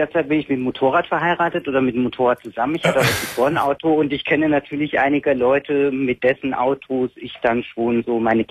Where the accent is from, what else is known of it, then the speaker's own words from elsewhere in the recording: Berlin, Germany; Ich bin aus Berlin.